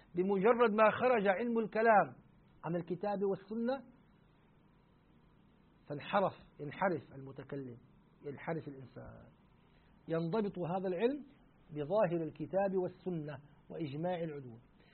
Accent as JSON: {"language": "Arabic", "country": "Syria", "said": "مرة عندنا في الشام فعلوا حفلة احتفال جمعوا فيه قراء دمشق"}